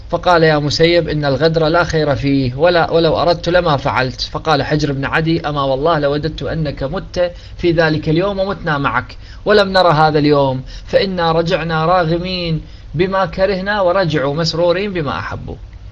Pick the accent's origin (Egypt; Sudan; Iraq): Iraq; أنا هم عراقي والعيون العراق فتح عيونك